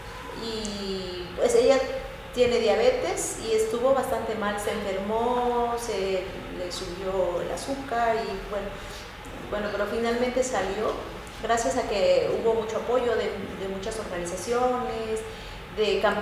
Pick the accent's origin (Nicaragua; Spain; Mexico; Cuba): Mexico; Chapultenango, Chiapas; los que comenzamos es Chapultenango, de donde soy yo